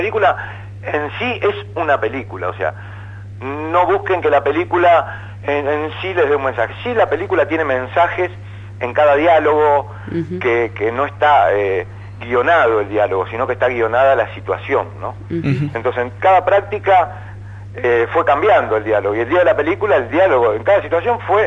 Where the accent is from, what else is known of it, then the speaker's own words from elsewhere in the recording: La Plata, Buenos Aires Province, Argentina; Yo soy de La Plata